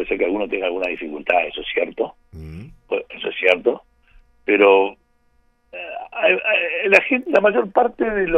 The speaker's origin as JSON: {"language": "Spanish", "country": "Uruguay", "said": "Somos todos uruguayos acá."}